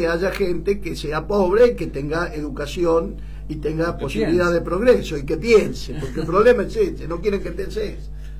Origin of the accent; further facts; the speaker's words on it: Argentina; pero a mí no me van a comprar, pues yo soy argentino.